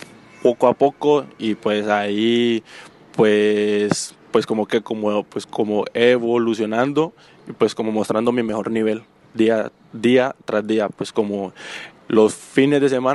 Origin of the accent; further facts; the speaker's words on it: Colombia; also born or lived in Mexico; now in Spain; tengo 19 años, soy naturalmente de Colombia, vine hace 7 meses desde México